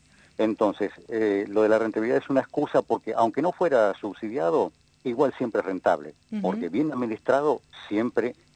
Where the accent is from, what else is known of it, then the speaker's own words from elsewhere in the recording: Punta Alta, Buenos Aires Province, Argentina; also born or lived in Rosario; now in Bahía Blanca, Argentina; yo soy rosarino, uh-huh. Pero me crié en Punta Alta, porque sí. A mi papá lo trasladaron por el ferrocarril a Punta Alta. Y después ya hace más de 30 años que estoy viviendo en Bahía Blanca